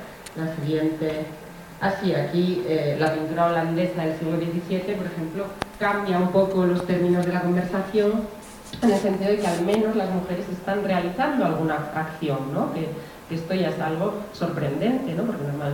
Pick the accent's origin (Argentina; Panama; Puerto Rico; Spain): Spain; Basque Country; este biombo ha aparecido en mi tierra, en el País Vasco